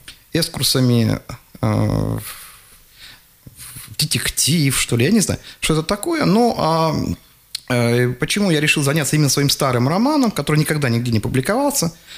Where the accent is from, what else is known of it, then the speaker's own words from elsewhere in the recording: Kemerovo Oblast, Russia; я родом из Горной Шории, то есть это, что такое Горная Шория? Это юг Кузбасса